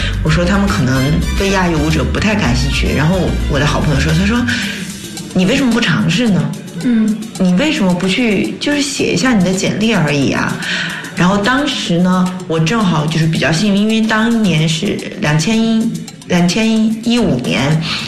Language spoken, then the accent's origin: Chinese; Huaihua, Hunan, China; 然后我是在老家，我老家是在湖南怀化。从那里开始的。